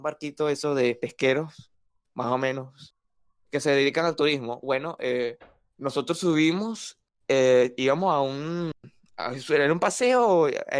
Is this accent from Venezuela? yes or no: yes; Venezuela; De hecho, yo he viajado mucho en Venezuela.